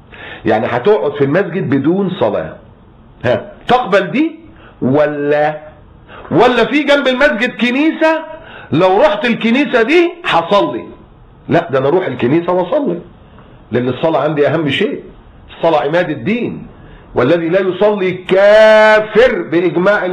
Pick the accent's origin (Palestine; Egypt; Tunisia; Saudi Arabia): Egypt; انا مصري بس انا مسلم الحمد لله